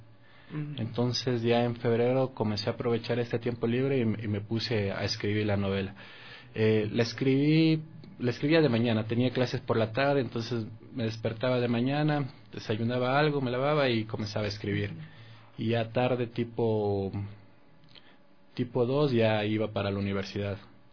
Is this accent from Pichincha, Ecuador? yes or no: yes; Quito, Pichincha, Ecuador; Yo soy de aquí, de Quito, y cuando estudié en el colegio estuve en el Gonzaga, cuando funcionaba por la tarde en La Mañosca, donde es el San Gabriel.